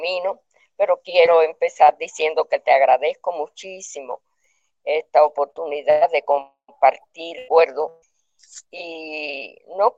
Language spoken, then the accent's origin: Spanish; San Juan y Martínez, Pinar del Río, Cuba; born there; en una zona rural, pero era una zona que es la de San Juan y Martínez, que es la zona de mejor tabaco del mundo. Así se le dice a esa zona donde yo nací.